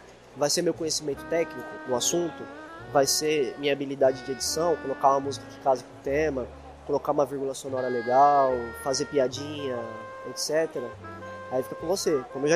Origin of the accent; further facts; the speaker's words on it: São Paulo, Brazil; a gente é aqui de São Paulo, né? São Paulo é uma megalópole, né? Considerado, né, uma grande capital, assim como várias outras no mundo, né? Como Nova York, etc.